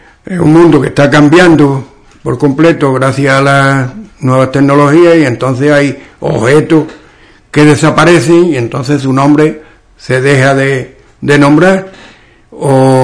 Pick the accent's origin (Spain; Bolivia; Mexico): Spain; Andalusia; accent: western Andalusian; las hablas andaluzas se pueden dividir en hablas orientales y las occidentales. En las occidentales, que estamos nosotros